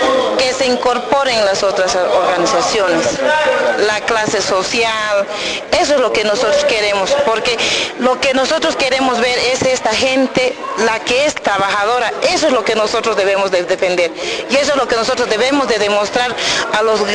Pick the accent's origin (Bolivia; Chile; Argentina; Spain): Bolivia; Beni; vengo del Beni.